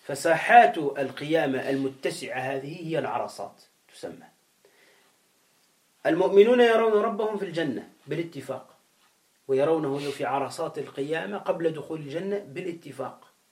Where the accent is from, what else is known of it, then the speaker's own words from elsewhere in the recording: Tunisia; موجودون عندنا في تونس